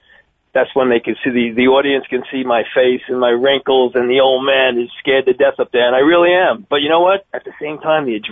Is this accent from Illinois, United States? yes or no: no; New York, United States; growing up in New York, in the old days, retirement age was 65.